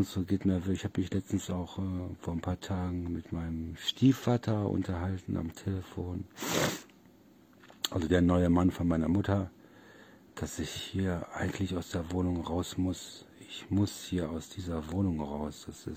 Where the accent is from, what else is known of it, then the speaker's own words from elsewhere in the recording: Solingen, North Rhine-Westphalia, Germany; now in Oldenburg, Germany; ich komme ja aus Solingen und wo ich hier damals aus Nordrhein-Westfalen hier runtergezogen bin